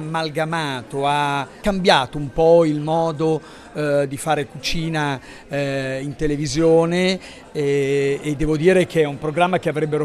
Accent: Bologna, Emilia-Romagna, Italy; è una parola che nel bolognese, io sono bolognese, esiste veramente.

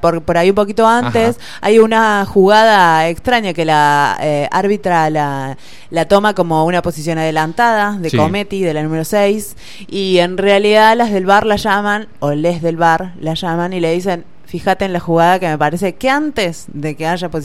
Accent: Argentina; soy argentina

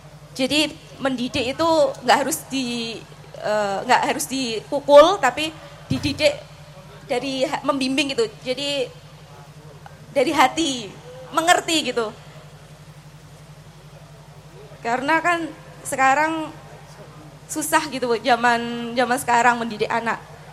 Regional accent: Demak, Central Java, Indonesia; also born or lived in Medan; Saya tuh dari Medan, tapi saya asli Demak.

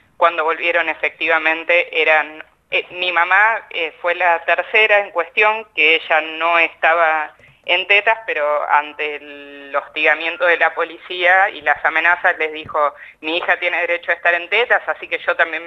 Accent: Necochea, Buenos Aires Province, Argentina; en Necochea, que es la ciudad de donde yo soy.

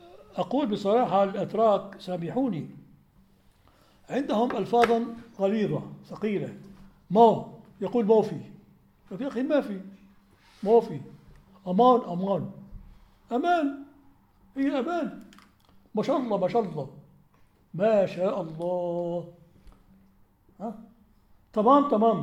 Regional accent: Aleppo, Aleppo Governorate, Syria; عندنا في حلب كثيرون جدا

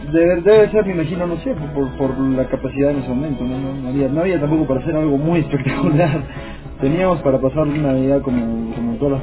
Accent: Cuajone, Moquegua, Peru; yo crecí en Coajone, en el campamento de la Sauder.

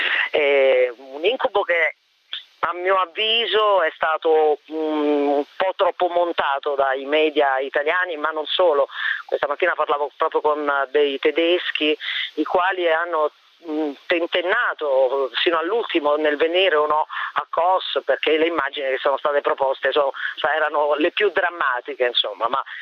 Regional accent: L'Aquila, Abruzzo, Italy; Considerato che io vengo dall'Aquila, insomma, è stato un déjà vu terribile.

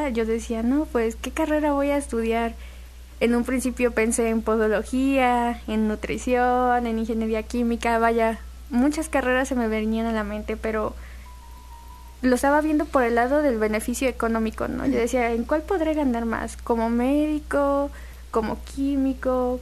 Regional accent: Coatepec, Veracruz, Mexico; Yo quiero concentrarme en ayudar a las personas de mi ciudad, de mi pueblo, de Coatepec.

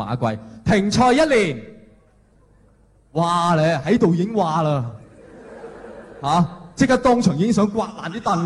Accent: Hong Kong; 但系当然啦，我哋香港人就唔会将买股票咧叫做赌股票嘅

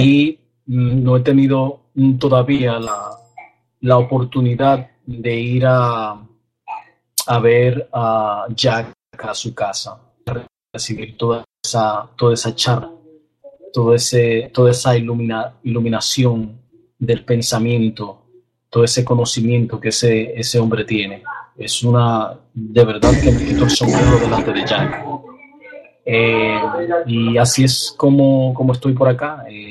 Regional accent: Dominican Republic; now in West Palm Beach, United States; y soy dominicano

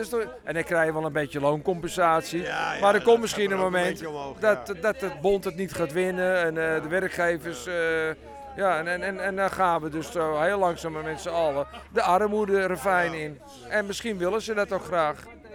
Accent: North Holland, Netherlands; also born or lived in Amsterdam; Ja, heel lang al. Vanaf mijn 9e jaar. Ik ben nu 61. En vanaf mijn 9e jaar, dan zit ik alweer 52 jaar in de Zaanstreek.

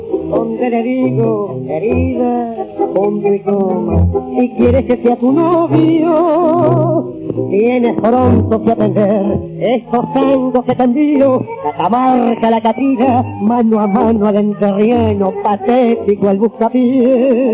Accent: Buenos Aires, Argentina; que por algo soy porteño. Y nací

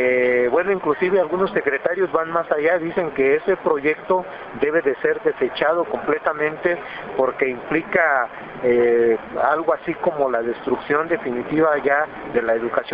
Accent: Mexico; para decir cuál es el sentir que tenemos todos como mexicanos

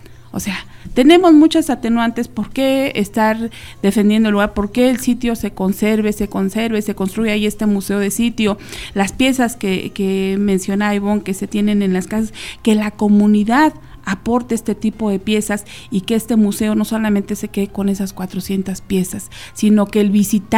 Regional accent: Mexico; No solo cuando juega la selección somos mexicanos, cuando nos ponemos y nos sentimos mexicanos.

